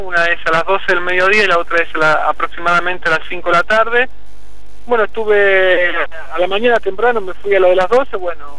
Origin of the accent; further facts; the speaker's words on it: Argentina; a mi diócesis, a mi pueblo, a Argentina, ¿no?